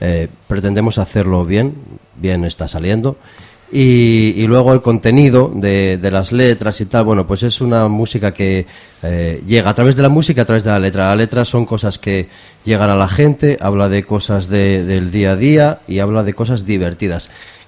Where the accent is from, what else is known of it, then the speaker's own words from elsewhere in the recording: Mieres, Asturias, Spain; Sí, somos básicamente de Mieres y Pola